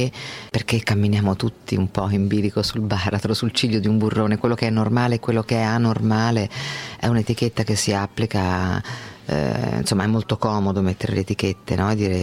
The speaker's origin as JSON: {"language": "Italian", "country": "Spain", "said": "io vengo dalla Spagna"}